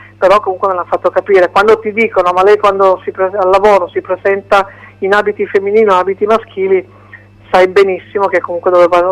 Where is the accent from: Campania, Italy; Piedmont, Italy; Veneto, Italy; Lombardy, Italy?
Piedmont, Italy; Turin; Torino, io parlo Torino perché sono di Torino